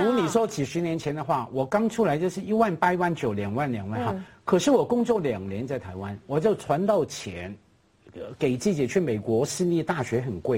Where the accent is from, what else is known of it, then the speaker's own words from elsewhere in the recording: Hong Kong; 我爱香港啊，我五代香港人的，